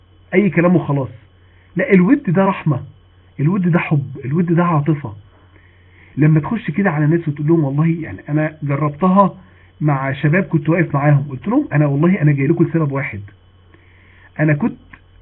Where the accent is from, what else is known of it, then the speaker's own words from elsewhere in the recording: Mansoura, Dakahlia, Egypt; اعلى كلاس موجود عندنا في المنصوره